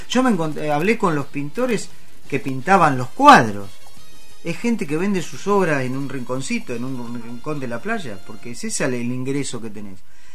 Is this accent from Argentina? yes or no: yes; Olavarría, Buenos Aires Province, Argentina; born there; Yo nací en Olavarría. ¿Dónde? En Loma Negra.